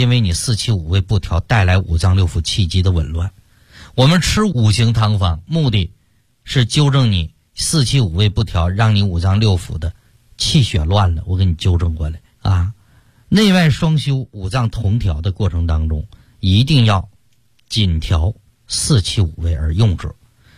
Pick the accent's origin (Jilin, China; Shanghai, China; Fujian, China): Shanghai, China; 冬天像我们上海人爱吃甜的